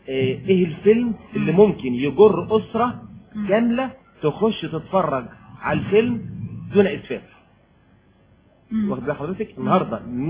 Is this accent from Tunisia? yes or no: no; Aswan, Aswan Governorate, Egypt; انا راجل يعني بتكلم بالصعيد، انا من اسوان